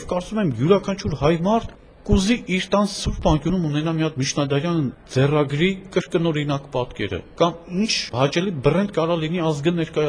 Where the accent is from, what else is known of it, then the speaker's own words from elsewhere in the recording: Vanadzor, Lori, Armenia; ես լոր մարզից եմ, Վանաձորից եմ, հենց տեղային ուսումնասիրություն, չէ, արմատներով արևմտյան Հայաստանից ենք, բայց մեր պապը եկել է Էրզրումից, այնուհետև Ճավաղ, այնուհետև հանգրվանել Վանաձորում